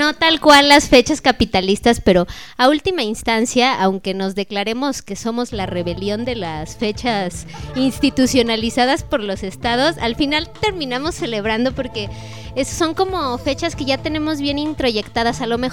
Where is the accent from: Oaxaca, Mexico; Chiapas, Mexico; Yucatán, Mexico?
Chiapas, Mexico; San Cristóbal de las Casas; Soy de aquí de San Cristóbal de las Casas